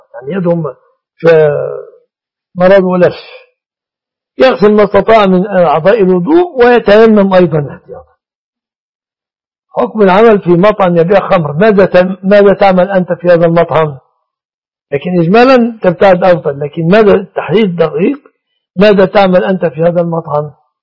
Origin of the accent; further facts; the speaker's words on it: Egypt; إن هذا السائد في بلادنا مصر